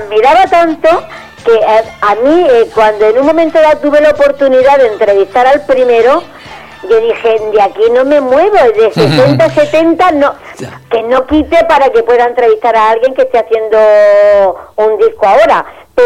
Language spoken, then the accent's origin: Spanish; Granada, Andalusia, Spain; yo soy de Granada.